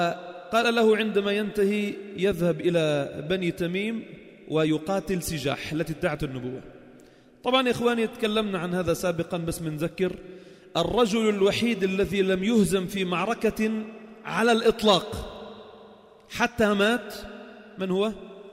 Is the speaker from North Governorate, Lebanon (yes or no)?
no; Sidon, South Governorate, Lebanon; مقامه الذي مر فيه في الفتوحات كان عندنا في صيدا